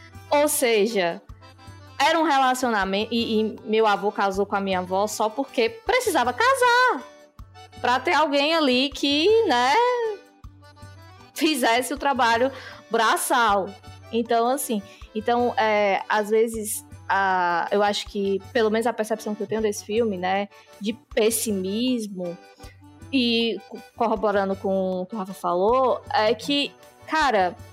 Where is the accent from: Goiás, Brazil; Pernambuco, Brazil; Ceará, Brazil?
Ceará, Brazil; eu sou neta de um casal de avós nordestinos e eu sou nordestina, gente.